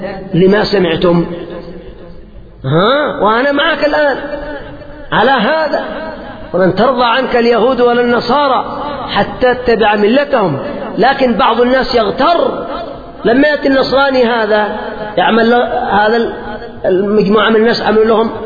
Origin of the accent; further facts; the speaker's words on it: Yemen; مثل ما يقال عندنا في اليمن